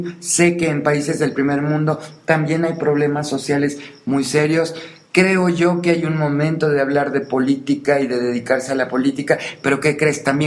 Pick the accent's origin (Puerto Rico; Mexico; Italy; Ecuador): Mexico; Digo, uno como mexicano va ahí y te paras junto a un atleta y pareces un bastón, ¿no?